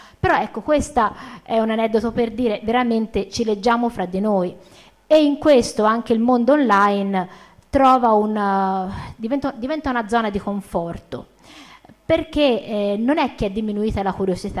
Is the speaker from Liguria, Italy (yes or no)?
no; Pistoia, Tuscany, Italy; sono contenta di essere qui anche per prossimità e vengo da Pistoia, quindi e lavoro a Firenze